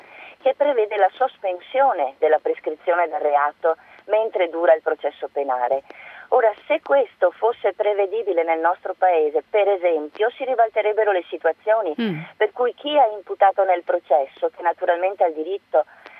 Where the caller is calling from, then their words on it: Mestre, Veneto, Italy; Buongiorno, sono da Mestre, non da Verona.